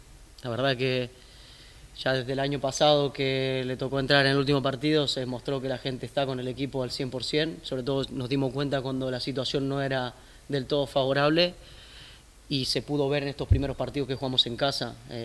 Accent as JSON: {"language": "Spanish", "country": "Argentina", "said": "Somos varios argentinos"}